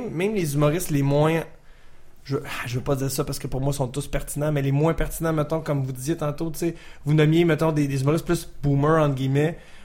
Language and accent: French; Canada; nous, on est des Canadiens